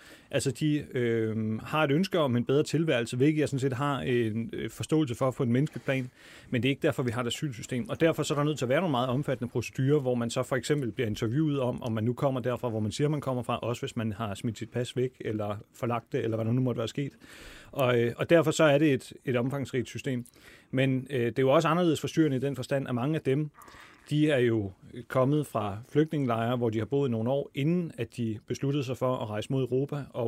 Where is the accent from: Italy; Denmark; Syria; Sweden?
Syria; Jamen, der vil jeg så tænke som syrer